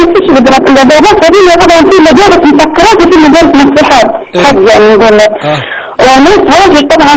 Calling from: Tobruk, Butnan, Libya

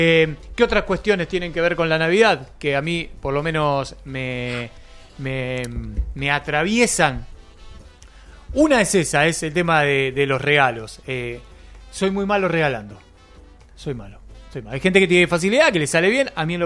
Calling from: Quilmes, Buenos Aires Province, Argentina; de Quilmes.

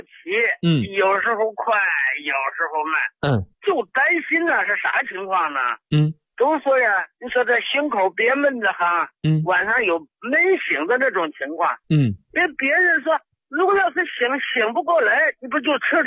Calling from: Hangzhou, Zhejiang, China; also born or lived in Hebei; 哎，我呢是杭州的。

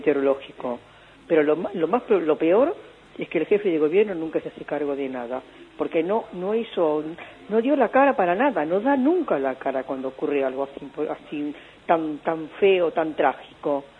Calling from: Buenos Aires, Argentina; de Devoto.

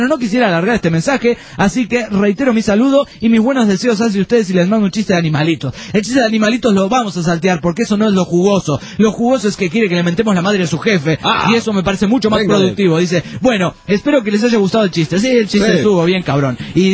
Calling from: Guadalajara, Jalisco, Mexico; de Guadalajara, ¡jal! Y el jal es de Jalisco, ¿no?

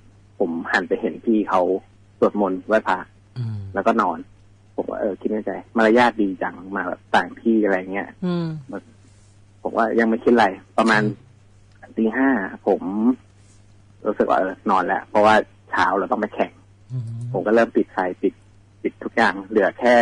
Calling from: Bangkok, Thailand; กรุงเทพครับ

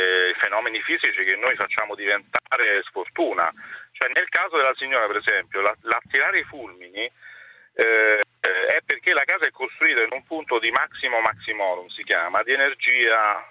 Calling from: Rome, Lazio, Italy; Sono da Roma

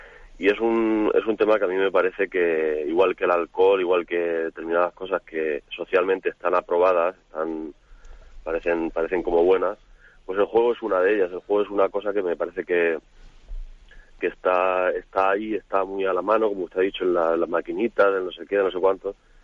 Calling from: Alicante, Valencian Community, Spain; de Alicante.

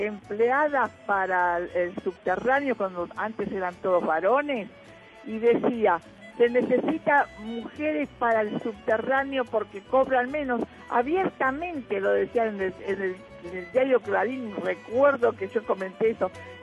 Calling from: Buenos Aires, Argentina; Buenas tardes … de Agronomía para Todo Es Historia.

